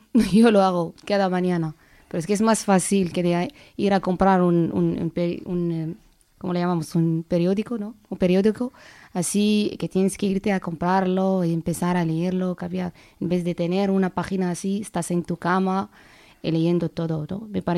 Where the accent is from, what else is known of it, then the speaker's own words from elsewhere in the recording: Morocco; Spanish is a second language; now in Spain; Soy una marroquí. Bueno, acudo al español porque tengo que saber lo que pasa en España, ya que es mi país de residencia. Mi segundo país, por supuesto.